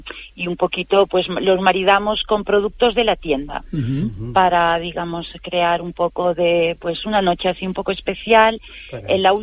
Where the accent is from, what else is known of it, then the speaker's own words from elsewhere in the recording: Barcelona, Catalonia, Spain; Yo vengo de Barcelona y allí es un nombre bastante común.